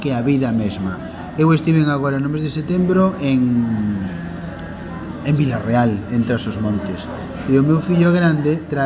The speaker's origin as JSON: {"language": "Galician", "region": "Galicia", "country": "Spain", "said": "E digo, sí, son galego."}